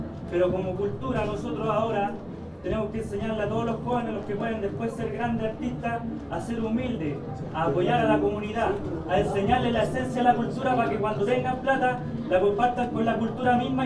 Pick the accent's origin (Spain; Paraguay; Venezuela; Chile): Chile; Nosotros, como cultura chilena, me he dado cuenta que de a poco vamos creciendo.